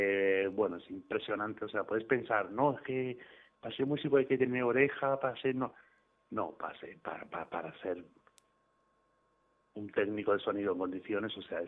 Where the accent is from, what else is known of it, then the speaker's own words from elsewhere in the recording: Region of Murcia, Spain; Yo sé que soy de Murcia, pero...